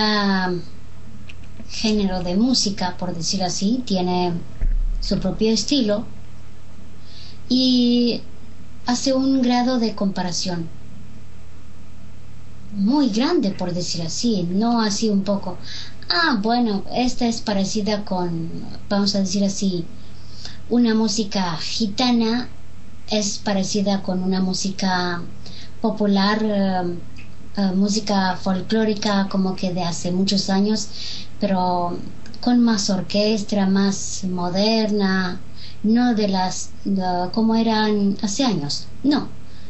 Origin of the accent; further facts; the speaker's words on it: Romania; vivo en Rumania, soy rumana. No sé hablar romaní